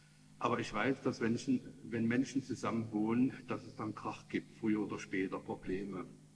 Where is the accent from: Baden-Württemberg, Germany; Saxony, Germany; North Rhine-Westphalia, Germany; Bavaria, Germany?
Saxony, Germany; Leipzig; Ich bin Leipziger, ich habe das Schulsystem hier durchlaufen.